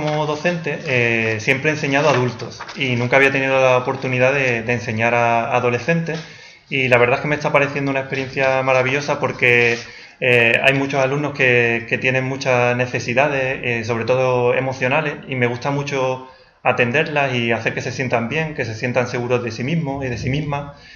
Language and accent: Spanish; Andalusia, Spain; Entonces ahora me siento más conectado a España, concretamente a Andalucía y a mi pueblo.